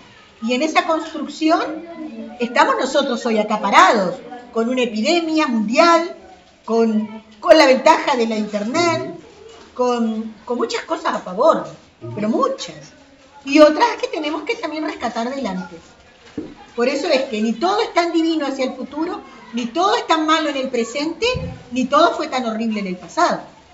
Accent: Uruguay; ahora es el momento de demostrar lo inteligentes que somos los uruguayos.

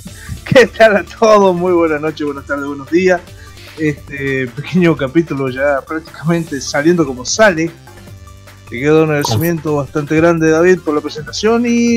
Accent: Tucumán, Argentina; Yo soy tucumano.

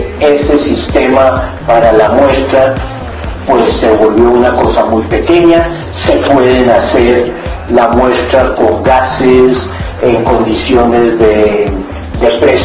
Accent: Colombia; nivel que los únicos que no conocemos de esto somos los colombianos

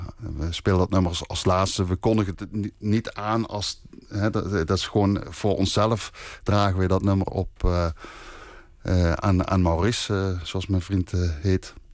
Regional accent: Limburg, Netherlands; want wij komen uit Limburg.

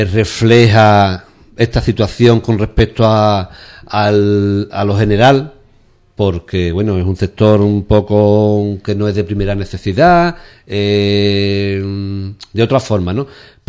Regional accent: Ubrique, Andalusia, Spain; Hombre, porque somos de Ubrique, nos conocemos todos

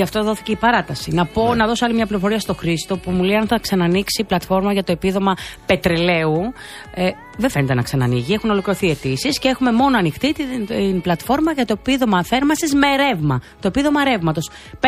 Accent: Greece; Αισθάνομαι πολύ περήφανη που είμαι Ελληνίδα.

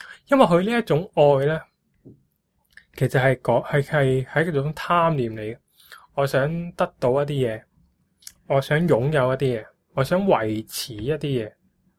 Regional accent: Guangzhou, Guangdong, China; 我都话我哋广州人系好明白爱呢样嘢。

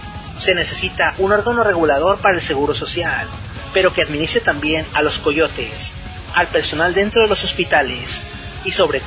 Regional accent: Mexico; Lo único que deseamos como mexicanos es que se hiciera más seguridad pública

